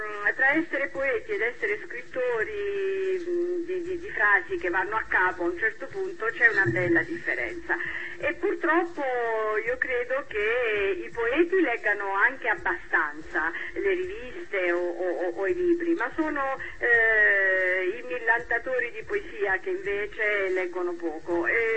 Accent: Bari, Apulia, Italy; born there; Io sono nata a Bari, come avete detto, ho una forte radice mediterranea

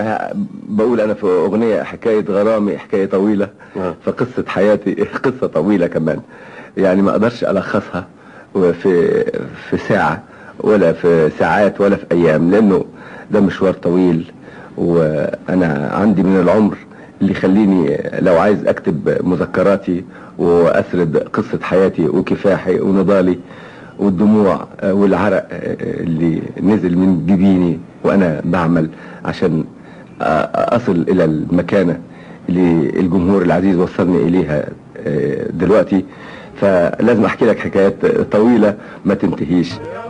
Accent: Syria; ودخلوا في حرب مع الفرنسويين عشان يحرروا بلادنا سوريا

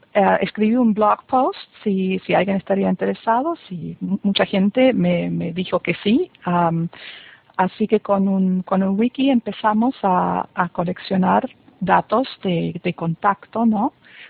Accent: Buenos Aires, Argentina; accent: German; Spanish is a second language; also born or lived in Germany; now in Florida, United States; nacida en Alemania, eso así, si me escuchan un poco con un acento, es alemán, y me crié en Argentina, viví 6 años en Buenos Aires. Y ahora hace 20 años que ya estoy viviendo en Estados Unidos, en el norte de Florida.

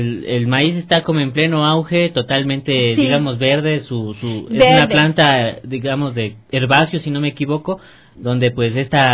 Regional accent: Cayambe, Pichincha, Ecuador; born there; donde yo nací, en Cayambe, mi abuela tenía justamente vacas

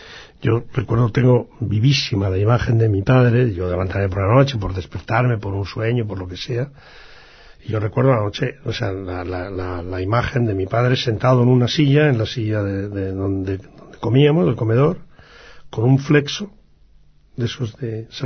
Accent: Basque Country, Spain; Siempre tuvimos una ligazón extraordinaria con el País Vasco, bueno, por la sencilla razón de que somos vascos, ¿no?

